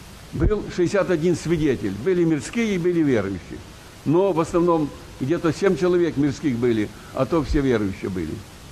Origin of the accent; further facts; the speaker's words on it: Zhytomyr Oblast, Ukraine; born there; Я родился на Житомирщине в 29-м году.